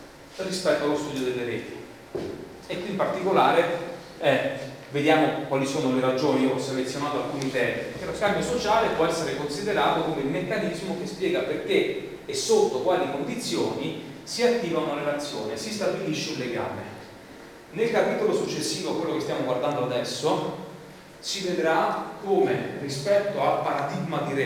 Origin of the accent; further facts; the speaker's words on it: Abruzzo, Italy; anche io sono abruzzese, un piccolo comune abruzzese